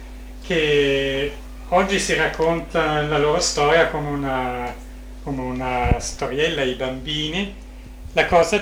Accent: Vienna, Austria; Poi io sono nato e cresciuto a Vienna e so come il tempo d'inverno al nord delle Alpi.

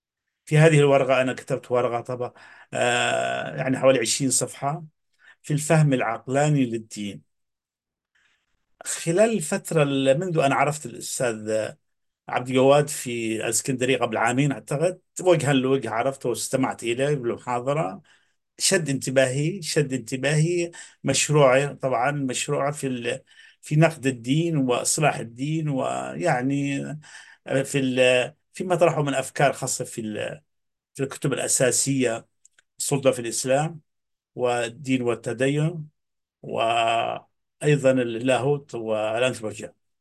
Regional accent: Yemen; طبعا أنا من اليمن، وكما تعرفوا تسمعوا عنها

